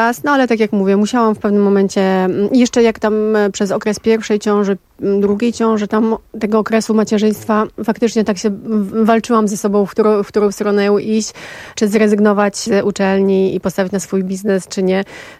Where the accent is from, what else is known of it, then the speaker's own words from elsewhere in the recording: Hrubieszów, Lublin Voivodeship, Poland; Chrubieszów, koło Zamościa, południowy wschód.